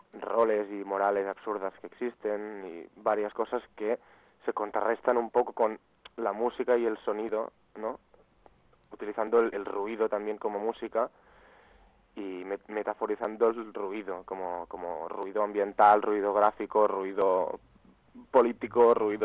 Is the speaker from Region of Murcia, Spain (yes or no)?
no; Barcelona, Catalonia, Spain; los dos que lo creamos somos de Barcelona, pero uno de los dos, yo soy el que actualmente está en Barcelona